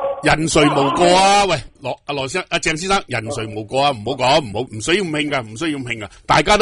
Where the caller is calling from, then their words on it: Guangzhou, Guangdong, China; 我都系广州嚟噶、我都系广州嚟